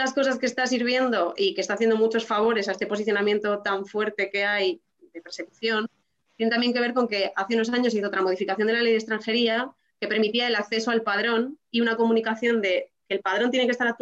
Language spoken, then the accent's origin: Spanish; Spain; Entonces es como algo que si yo hiciese como española, simplemente me supondría una multa